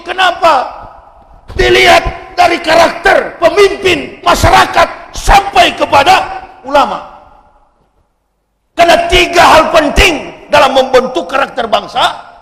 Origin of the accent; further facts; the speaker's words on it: Manado, North Sulawesi, Indonesia; saya orang Sulawesi. Saya orang Manado